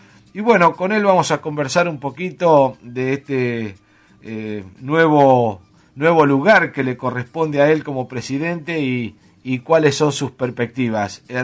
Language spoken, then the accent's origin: Spanish; Mones Cazón, Buenos Aires Province, Argentina; yo soy oriundo de Monescazón y vivía en el campo ahí entre Enrique Lavalle y Monescazón, más o menos.